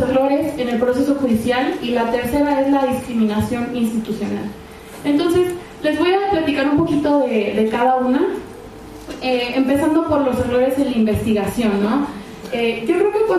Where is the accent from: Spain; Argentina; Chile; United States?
United States; accent: gringo; Spanish is a second language; A mí también de repente se me sale el acento gringo, entonces ahí disculparán.